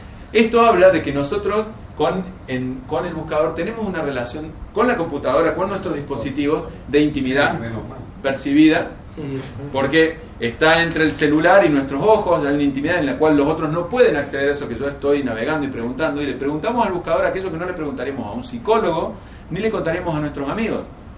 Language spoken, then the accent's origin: Spanish; Córdoba, Argentina; como soy medio inútil porque soy cordobés